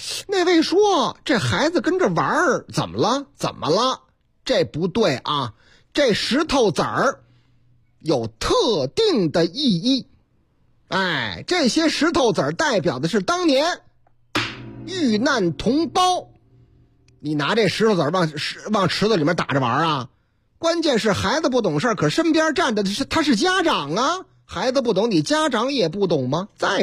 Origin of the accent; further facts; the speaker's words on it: Changchun, Jilin, China; 哎呀妈呀，在我老家吉林长春。